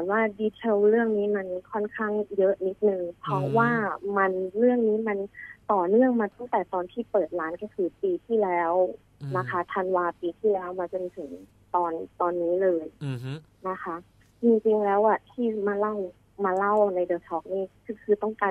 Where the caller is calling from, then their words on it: Nonthaburi, Thailand; นนทบุรีค่ะ